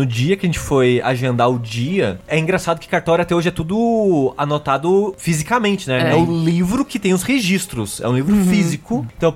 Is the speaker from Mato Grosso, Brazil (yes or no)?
no; Queluz, São Paulo, Brazil; a minha irmã não nasceu em Queluz, que é minha cidade natal.